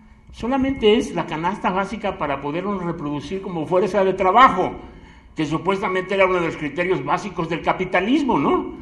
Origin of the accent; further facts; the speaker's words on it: Mexico City, Mexico; Pero bueno, yo allí crecí, en la Guerrero.